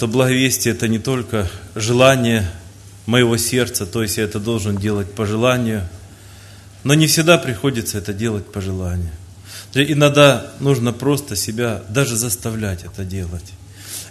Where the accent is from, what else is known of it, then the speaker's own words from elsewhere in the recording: Zelenodolsk, Dnipropetrovsk Oblast, Ukraine; из Зеленодольска, тоже из этой области.